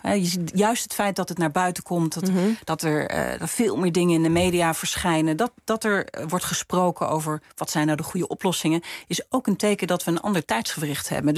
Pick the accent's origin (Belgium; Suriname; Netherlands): Netherlands; Maar ik vind op zijn minst dat wij als Nederlanders voorop zouden moeten lopen hierin.